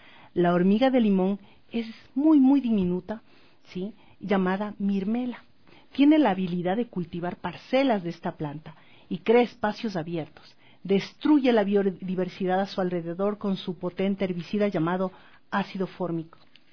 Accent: Ecuador; Somos tan grandes como ecuatorianos

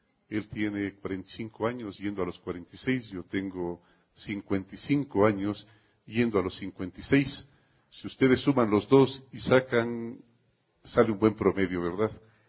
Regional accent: Ecuador; Siempre Quito ha sido extraordinariamente amable, al igual que somos todos los ecuatorianos.

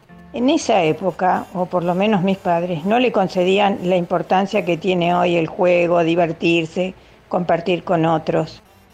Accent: Buenos Aires, Argentina; Así que, para decirles, nací y viví en Cava, o sea, en la ciudad de Buenos Aires.

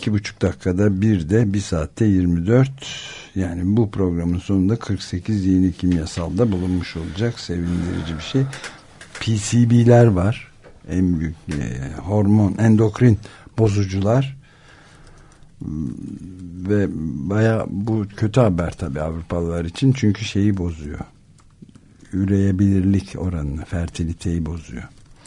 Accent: Mediterranean and Aegean, Turkey; Akdeniz, benim gibi Akdeniz ve Ege'de doğanlar ve büyüyenler içinse daha iyi durum söyleyeyim, rahatlayacak.

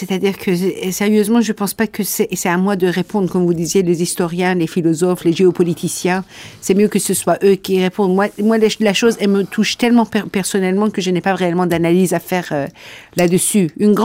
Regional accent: Iran; French is a second language; now in France; j'ai quitté l'Iran pour venir en France pour les raisons de la liberté d'expression.

